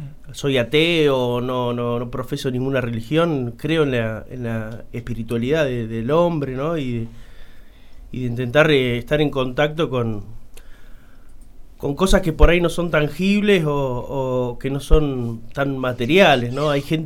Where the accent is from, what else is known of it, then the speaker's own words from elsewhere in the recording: Santa Rosa, La Pampa, Argentina; Yo nací acá en Santa Rosa.